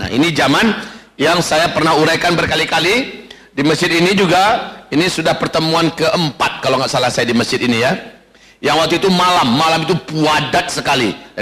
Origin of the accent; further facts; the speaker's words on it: Medan, North Sumatra, Indonesia; Tapi kami orang Medan, Ustaz.